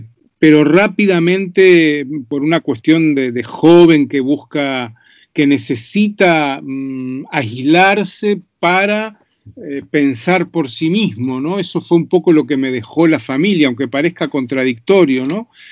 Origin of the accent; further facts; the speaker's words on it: Montevideo, Uruguay; born there; yo nací en Montevideo, efectivamente, en 1952, el año de la Guerra de Corea.